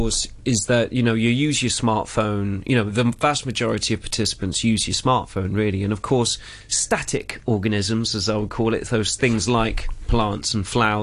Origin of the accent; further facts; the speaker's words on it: South West England, United Kingdom; accent: Cornish; You know, I sounded quite Cornish then, didn't I? I don't belong here. My accent's coming out.